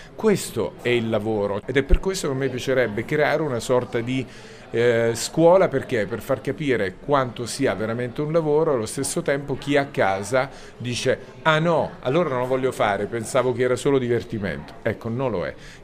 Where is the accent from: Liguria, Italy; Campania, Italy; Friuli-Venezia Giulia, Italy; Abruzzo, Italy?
Abruzzo, Italy; perché sono abruzzese e so che bisogna, per imparare bisogna starsi zitti e non lamentarsi